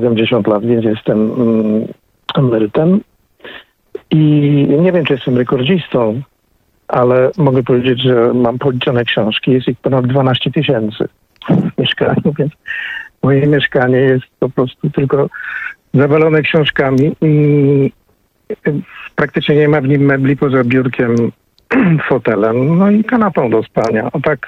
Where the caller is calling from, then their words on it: Warsaw, Masovian Voivodeship, Poland; z Warszawy, to jeszcze może potem